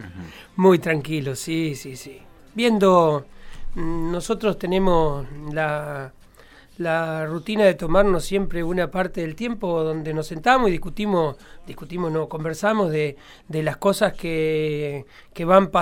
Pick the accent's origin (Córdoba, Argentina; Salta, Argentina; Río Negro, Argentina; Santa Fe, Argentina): Córdoba, Argentina; Yo nací en un pueblito que hoy tiene 250 habitantes en la provincia de Córdoba.